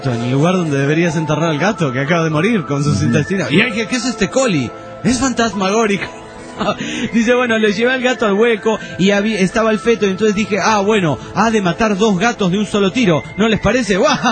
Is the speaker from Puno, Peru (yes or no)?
yes; Juliaca, Puno, Peru; de Juliaca, Perú.